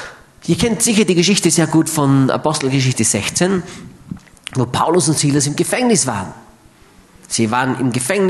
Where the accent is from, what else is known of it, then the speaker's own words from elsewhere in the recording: Austria; Aber bei uns in Österreich ist das ganz anders.